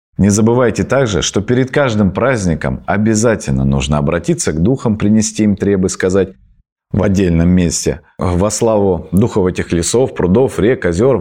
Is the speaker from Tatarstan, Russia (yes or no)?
no; Krasnoyarsk Krai, Russia; вот я, например, с Таймыра, у нас там в минус 50 мы бегали по перунному пути